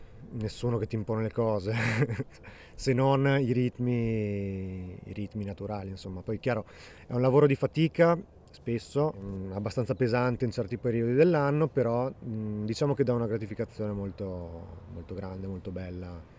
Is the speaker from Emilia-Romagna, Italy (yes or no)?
no; Rovereto, Trentino-Alto Adige, Italy; sono nato e cresciuto a Rovereto, in Valle Agarina